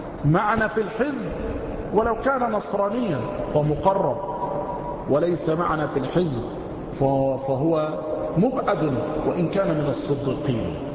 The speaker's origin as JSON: {"language": "Arabic", "town": "Mansoura", "region": "Dakahlia", "country": "Egypt", "said": "عندما بقيت في بعض القرى عندنا في المنصورة"}